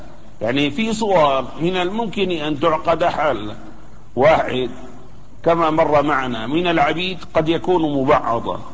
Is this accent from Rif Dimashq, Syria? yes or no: no; Damascus, Damascus Governorate, Syria; مثلا عندنا في دمشق الآن موجود هذا البلوك الإسمنتي أو الفخاري